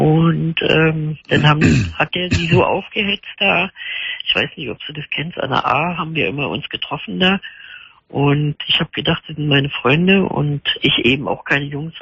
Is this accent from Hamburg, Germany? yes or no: no; Bocholt, North Rhine-Westphalia, Germany; now in Berlin, Germany; Ich komme ja aus Bocholt unten, aber jetzt wohne in Berlin seit 71